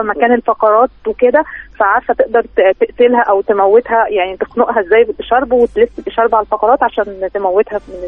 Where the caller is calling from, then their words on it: Cairo, Cairo Governorate, Egypt; من القاهرة.